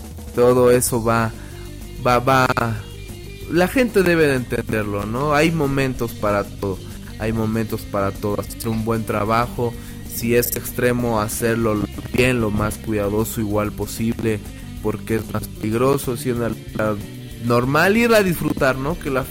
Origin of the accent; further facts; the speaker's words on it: Tulancingo, Hidalgo, Mexico; Soy un hidalguense, orgullosamente tulancinguense, hidalguense.